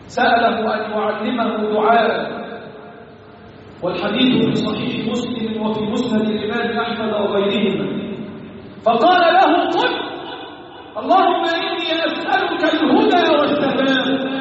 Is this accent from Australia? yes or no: no; Egypt; اللهم احفظ بلدنا مصر وسائر بلاد المسلمين.